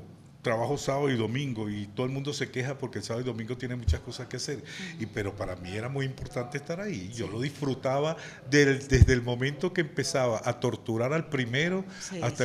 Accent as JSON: {"language": "Spanish", "town": "Caracas", "region": "Capital District", "country": "Venezuela", "lives_now": "Barinas, Venezuela", "said": "Yo vivo en Barinas, yo soy caraqueño."}